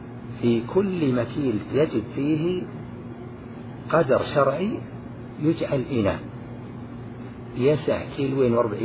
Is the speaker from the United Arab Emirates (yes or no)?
no; Najd, Saudi Arabia; مثلا الصاع عندنا في نجد يزيد على صاع